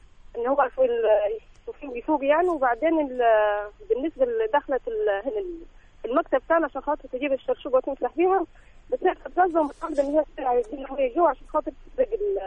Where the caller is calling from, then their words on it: Qena, Qena Governorate, Egypt; من قنا. من قنا.